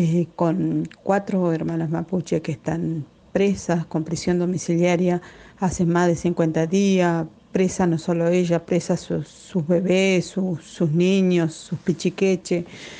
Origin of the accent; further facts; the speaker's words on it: Patagonia, Argentina; soy Mapuche Tehuelche. Soy de la parte del territorio que hoy se conoce como Argentina, en la zona sur, Patagonia.